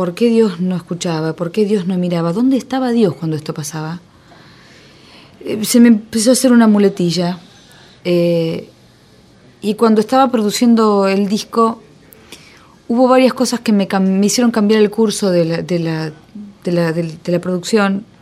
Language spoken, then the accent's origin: Spanish; Argentina; en medio de tanta impunidad que nosotros vivimos como argentinos